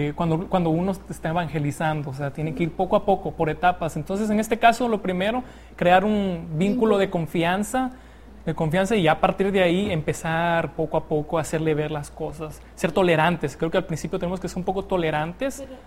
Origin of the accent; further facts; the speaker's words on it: Veracruz, Mexico; soy del estado de Veracruz.